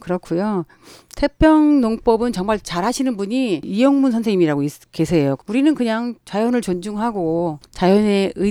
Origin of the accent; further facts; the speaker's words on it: Anseong, Gyeonggi Province, South Korea; now in Gwangmyeong, South Korea; 저는 안성에서 살았어요, 원래.